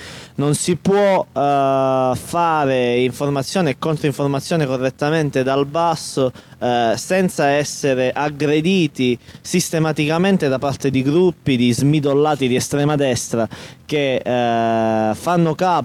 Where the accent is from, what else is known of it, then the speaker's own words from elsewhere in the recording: Calabria, Italy; in particolare noi come calabresi non potremmo mancare